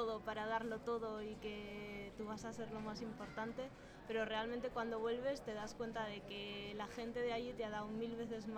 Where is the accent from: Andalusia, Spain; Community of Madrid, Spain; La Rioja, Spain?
La Rioja, Spain; Logroño; moved away; Soy de La Rioja, de Logroño.